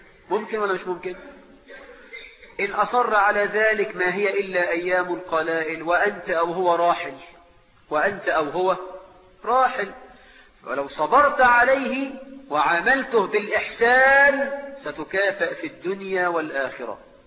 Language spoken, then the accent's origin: Arabic; Egypt; وعندنا في مصر النخلة عند الفلاح دي حاجة كبيرة جدا